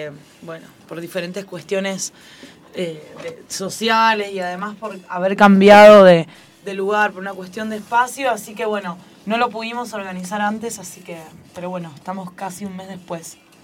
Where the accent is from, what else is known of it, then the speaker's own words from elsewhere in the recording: Los Hornos, Buenos Aires Province, Argentina; born there; muchos de nosotros nacimos en Los Hornos